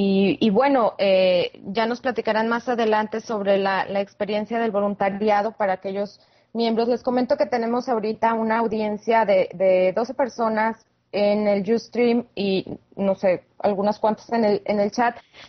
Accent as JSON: {"language": "Spanish", "town": "Saltillo", "region": "Coahuila", "country": "Mexico", "said": "en México, en Saltillo, de donde yo soy"}